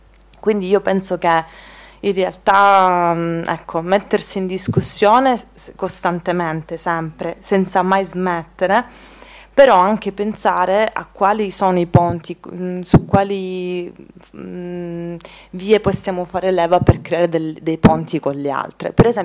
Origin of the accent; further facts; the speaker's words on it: Calabria, Italy; in quanto io calabrese, io mi sento più situata in un contesto mediterraneo che mi connette al Mediterraneo, alla Magna Grecia, per dire, o al Nord Africa